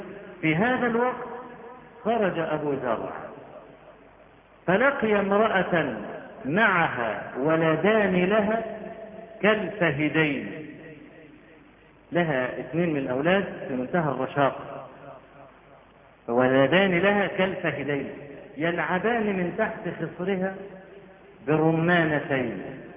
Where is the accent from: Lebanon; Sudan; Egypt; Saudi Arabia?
Egypt; وإحنا عندنا في مصر بدعة قبيحة